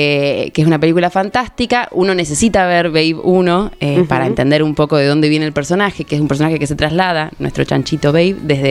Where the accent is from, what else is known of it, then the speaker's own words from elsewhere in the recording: San Miguel, Buenos Aires Province, Argentina; No, soy de San Miguel, pero bueno, a Necochea como fui desde la panza.